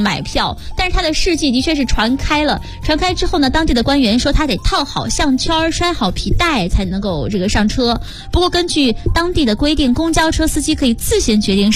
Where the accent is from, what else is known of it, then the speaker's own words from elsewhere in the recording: Shandong, China; 就在山东省内，我是山东人嘛